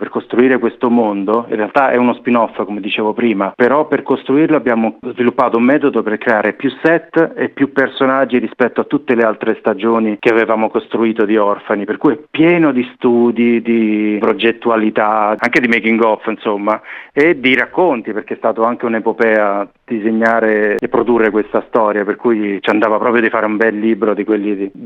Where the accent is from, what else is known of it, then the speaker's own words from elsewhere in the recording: Lazio, Italy; siamo tutti di un gruppo, diciamo, formato intorno ai castelli romani, ma eravamo tutti, come si dice qui, dei burini, siamo cresciuti fuori Roma